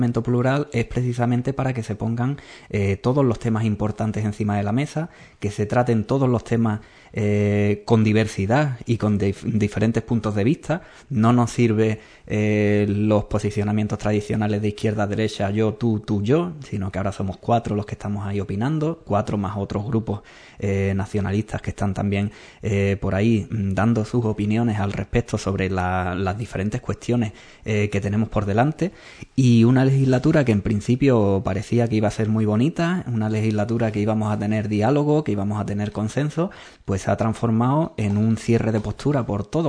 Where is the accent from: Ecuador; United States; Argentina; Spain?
Spain; los que lo estamos sufriendo somos los españoles en su totalidad.